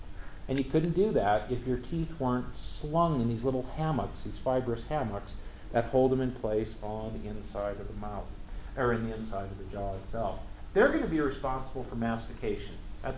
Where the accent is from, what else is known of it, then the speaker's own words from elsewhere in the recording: North Dakota, United States; Yes, I say root. I can't say root. I come from North Dakota.